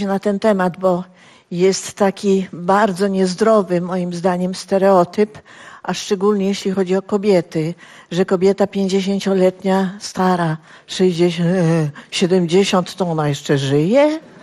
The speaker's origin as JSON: {"language": "Polish", "town": "Zielona Góra", "region": "Lubusz Voivodeship", "country": "Poland", "moved": "as an adult", "lives_now": "Warsaw, Poland", "said": "Ja tutaj przyjechałam z Zielonej Góry jako 19-letnia dziewczyna"}